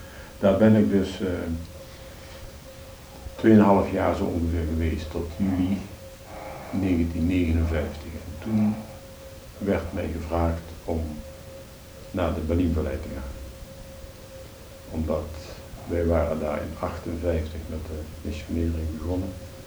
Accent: Venlo, Limburg, Netherlands; moved away as an adult; Nee, ik ben dus van Venlo afkomstig.

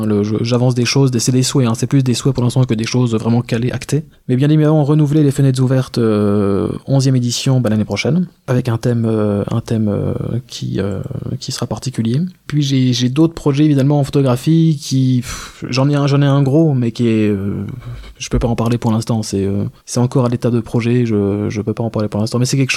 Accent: Gérardmer, Grand Est, France; j'ai grandi sur Gérardmer, donc il y a aussi pas mal de monde que je connais, qui me connaissent

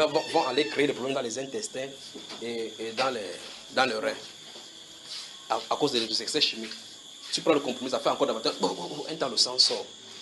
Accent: France; born there; c'est que je suis né en France.

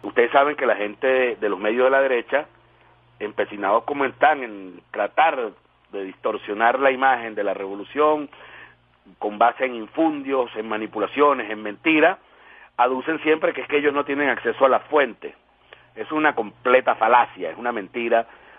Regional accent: Venezuela; como venezolano, como todo, como ser humano

